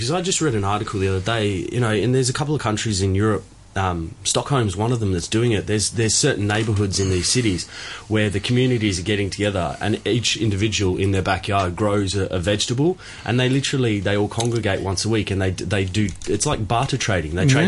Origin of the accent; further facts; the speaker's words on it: Landsborough, Victoria, Australia; also born or lived in Ararat; I grew up in Victoria, very close to where Michael's from as well. So I was born in a country town in Victoria called Ararat, and I grew up in a smaller country town called Landsborough, which was like 45 minutes from Ararat.